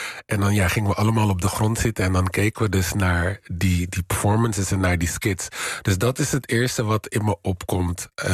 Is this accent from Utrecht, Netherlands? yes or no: no; Rotterdam, South Holland, Netherlands; Ik denk dat dan... ik kom uit Rotterdam.